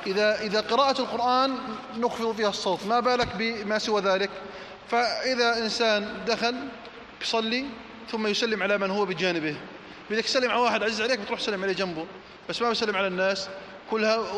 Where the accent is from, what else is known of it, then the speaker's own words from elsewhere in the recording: Jordan; اللهم احفظ على بلدنا الأردن الأمن والأمان والإيمان